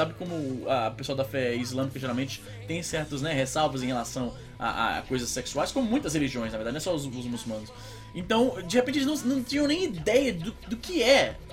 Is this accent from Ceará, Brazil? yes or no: yes; Fortaleza, Ceará, Brazil; minha família é toda do interior do Ceará, né? Eu sou de Fortaleza, assim, Fortaleza, mas as minhas raízes são ali no interior, ali, Quixadá, Canindé, né? Ali pros lados das serras e tal.